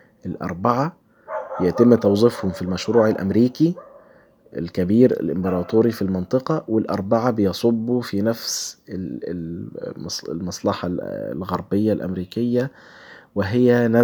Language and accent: Arabic; Egypt; عندنا في مصر